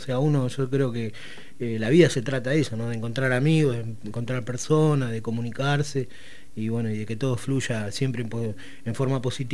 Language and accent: Spanish; Chacabuco, Buenos Aires Province, Argentina; now in Berisso, Argentina; yo soy de Chacabuco, ¿no? Pero que he aprendido a querer con los años, desde el año 96 que estoy acá.